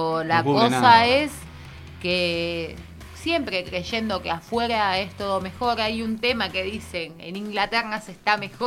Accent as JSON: {"language": "Spanish", "country": "Argentina", "said": "hay cosas que se hacen a la que te criaste por eso mismo de que somos argentinos"}